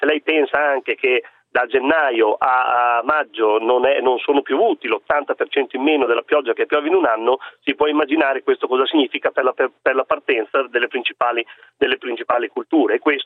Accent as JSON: {"language": "Italian", "region": "Emilia-Romagna", "country": "Italy"}